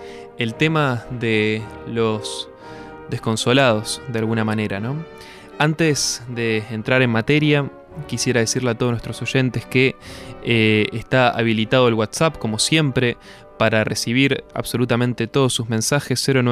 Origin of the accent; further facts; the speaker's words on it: Uruguay; nos identifica a todos como uruguayos